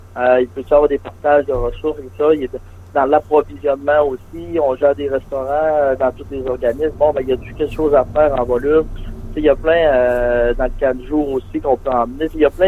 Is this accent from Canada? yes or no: yes; Dolbeau-Mistassini, Quebec, Canada; Oui, je suis de Dolbeau-Mistassini.